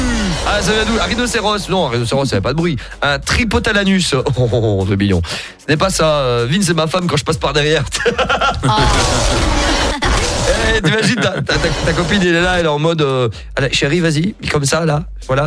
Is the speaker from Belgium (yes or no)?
yes; Mons, Wallonia, Belgium; Bon, ben, on est de Mons aussi.